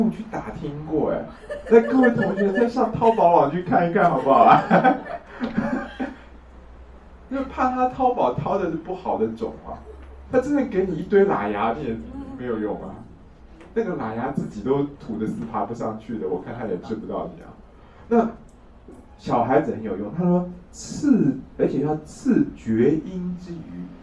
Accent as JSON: {"language": "Chinese", "country": "China", "lives_now": "Taiwan", "said": "我们大陆人叫喜猪的"}